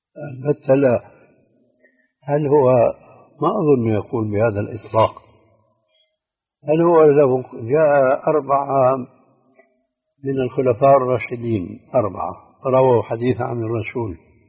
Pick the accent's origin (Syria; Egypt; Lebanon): Syria